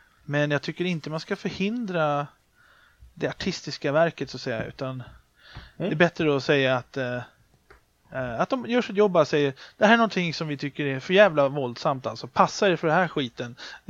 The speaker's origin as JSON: {"language": "Swedish", "country": "Sweden", "tie": "born or raised there", "said": "Jag är ju uppvuxen med filmcensuren i Sverige."}